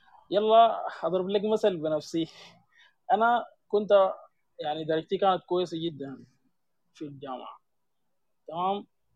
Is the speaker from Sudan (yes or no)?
yes; Sudan; المجال بتاع الاصهار المعماري حاليا عندنا في السودان ما كثير